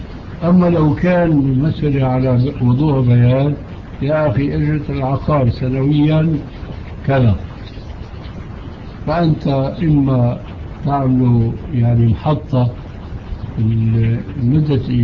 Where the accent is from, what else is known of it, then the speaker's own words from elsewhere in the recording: Syria; نحن عندنا في الشام المشكلة قائمة